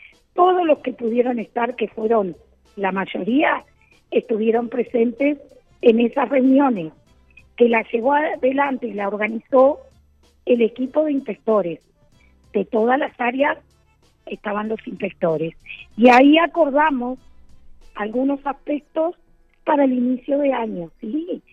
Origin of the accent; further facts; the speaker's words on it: Rocha, Uruguay; porque yo soy de Rocha y hice toda mi carrera en Rocha